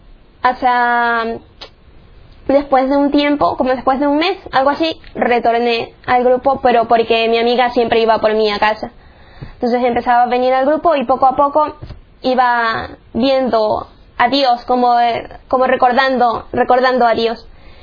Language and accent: Spanish; Chone, Manabí, Ecuador; born there; soy de Ecuador, nací en Choña, en la costa de Ecuador.